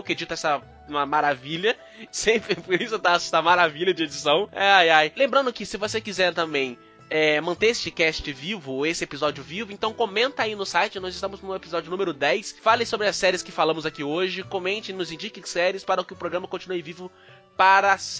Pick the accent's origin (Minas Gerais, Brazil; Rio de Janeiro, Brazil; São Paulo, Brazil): Rio de Janeiro, Brazil; Eu não moro no Rio. Calma. Eu sou do estado do Rio. Eu não moro no Rio.